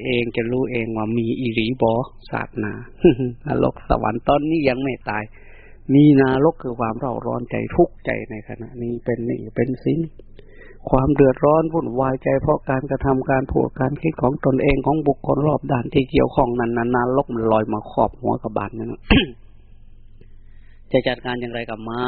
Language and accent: Thai; Isan, Thailand; ยินดีด้วยที่ใช้ชื่อภาษาบ้านเราคนเป็นคนอีสานบ้านเฮาเดี๋ยวเนาะ